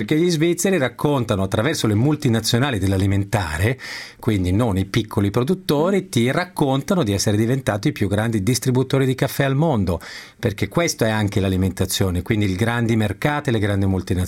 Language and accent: Italian; Milan, Lombardy, Italy; da milanese possiamo solo essere d'accordo